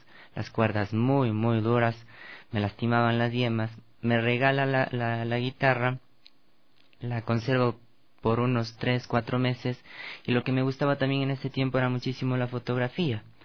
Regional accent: Pomaski, Ecuador; yo crecí en Pomaski.

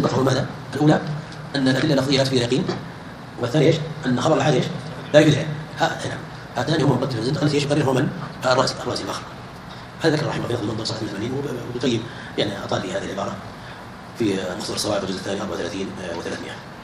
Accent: India; Arabic is a second language; احنا نعرف القران يوصل اللي طلعوا عندنا في الهند

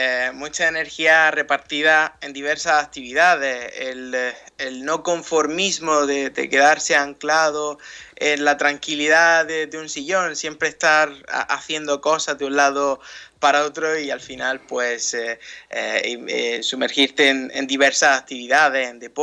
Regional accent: Almería, Andalusia, Spain; soy de Almería, una ciudad al sureste de España, justo en el sureste, en la esquinita sureste de la península ibérica.

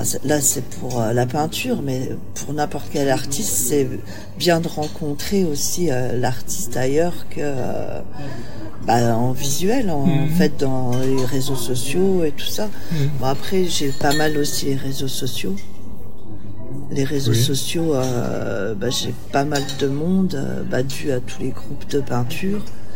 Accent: Italy; J'ai des côtés méditerranéens, hein, je suis italienne.

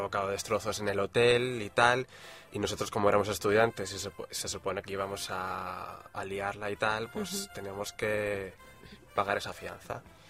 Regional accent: Spain; como buenos españoles que somos

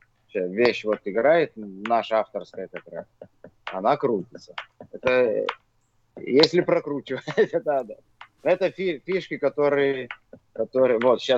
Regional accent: Vilnius, Vilnius County, Lithuania; Я диджей из Вильнюса, из Литвы.

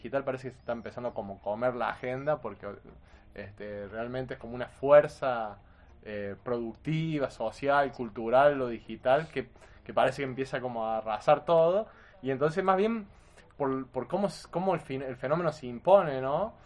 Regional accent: Arroyito, Córdoba, Argentina; yo también crecí en Arcor, ¿no? Arcor es en Arroyito, que está Arcor, y es una ciudad netamente industrial.

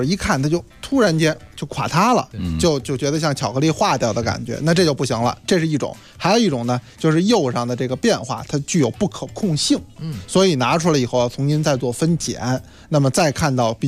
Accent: China; 应该说我们中国人呢是做陶瓷，这是世界一绝。

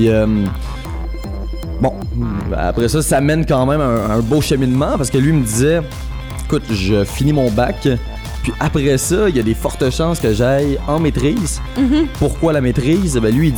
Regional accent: Repentigny, Quebec, Canada; born or raised there

